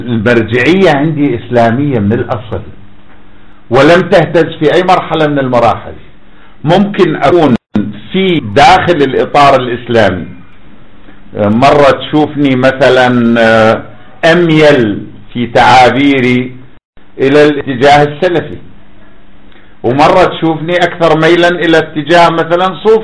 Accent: Iraq; عندنا في العراق جاب قمنا نجد على الارصفة

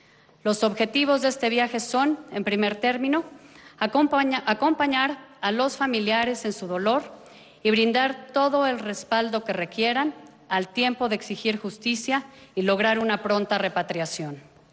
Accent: Mexico; así como la solidaridad que como mexicanos debemos manifestar a estos ciudadanos y sus familias

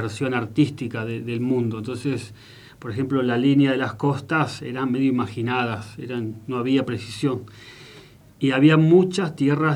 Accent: Junín, Buenos Aires Province, Argentina; Yo soy de Junín, de Buenos Aires, y de ahí me fui a La Plata, que es una ciudad universitaria

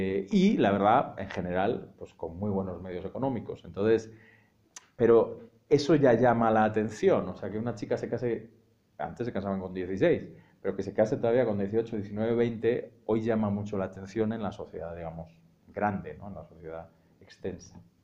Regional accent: Madrid, Community of Madrid, Spain; born there; ese es el Madrid y esa es la España de esos departamentos, así, donde yo nací en el año 77, 5 años después del estreno de la película, en ese tipo de barrio.

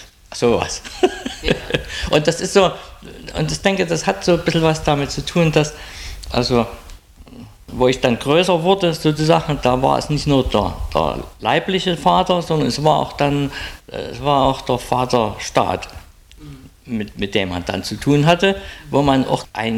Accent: Saxony, Germany; Also, ich bin im Dorf geboren, im Erzgebirge, etwas hügelig schon, ganz kleines Dorf, im Pfarrhaus sozusagen geboren.

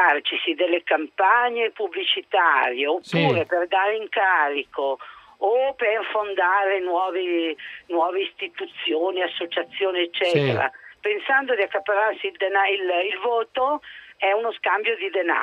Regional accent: Lombardy, Italy; born there; È che io sono nata in Valtellina, vivo a Cantù e adesso sono a Lozzo di Cadore

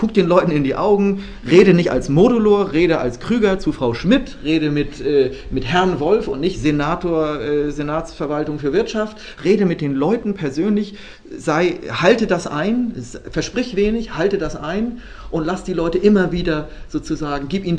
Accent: Northern Germany, Germany; ich komme aus Norddeutschland und bin ja wie ein Sizilianer, wie Sie vielleicht merken, also eher schnell dabei.

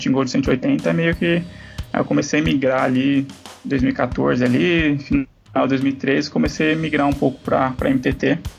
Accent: Guarulhos, São Paulo, Brazil; Sou de Guarulhos, em São Paulo.

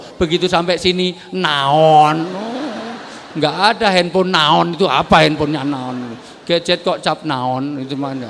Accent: Java, Indonesia; Saya senang orang Jawa karena saya orang Jawa.

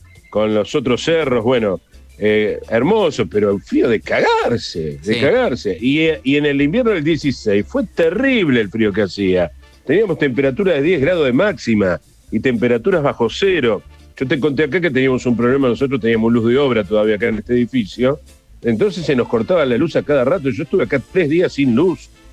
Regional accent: Buenos Aires, Argentina; Yo también soy porteño

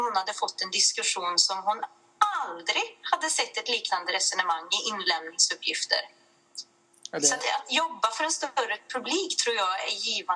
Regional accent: Väse, Värmland, Sweden; jag är ju från Väse då, och vi vill ju gärna se oss som ett eget litet kungadöme här i Väse

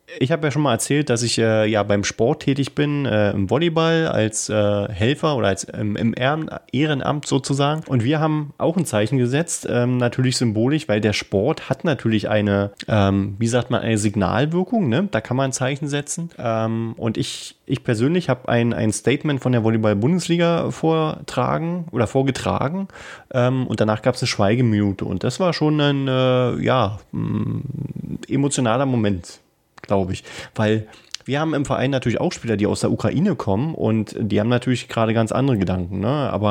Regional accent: Berlin, Germany; das kennen wir ja als Berliner

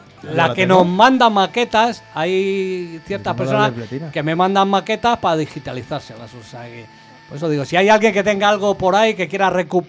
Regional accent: Madrid, Community of Madrid, Spain; also born or lived in Móstoles; yo soy de Vallecas, que yo no sé. Hablo así.

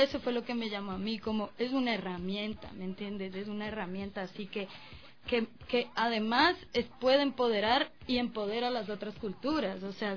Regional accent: Colombia; de la realidad en la que yo crecí en Colombia

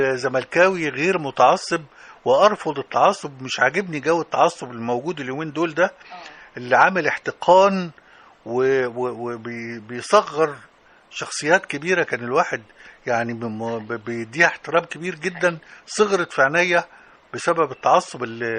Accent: Damanhur, Beheira, Egypt; فيها شبرا وأنا من شبرا على فكرة، شبرا دمنهور يعني شبرا

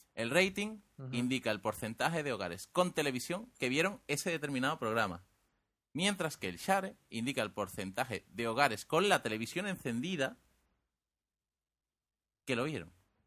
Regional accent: Andalusia, Spain; como somos de cerca de Cádiz, vamos a decir share.

